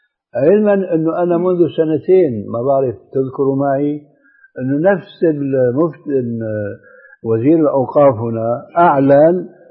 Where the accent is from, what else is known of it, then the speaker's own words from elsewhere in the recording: Damascus, Damascus Governorate, Syria; المهم كان عندنا في دمشق شيخ فاضل